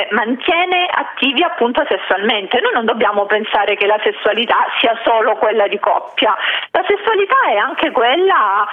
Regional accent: Calabria, Italy; accent: Calabrian; now in Rome, Italy; Non si può mai togliere una calabrese dalla Calabria, ovunque abiterà.

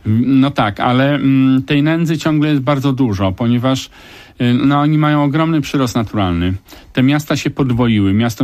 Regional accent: India; Polish is a second language; now in Poland; Tak, jestem przynajmniej raz w roku w Indiach.

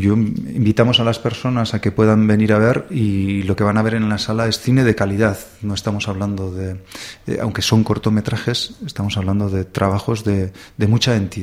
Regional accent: Berriozar, Navarre, Spain; somos de Berriozar, aunque hay personas también de otros lugares de Navarra e incluso desde fuera de Navarra que nos acompañan gustosamente

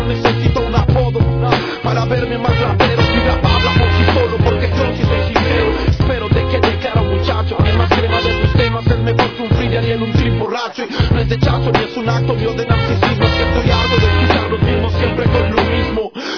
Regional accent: Colombia; now in Argentina; Soy colombiano y vivo en Argentina ahora.

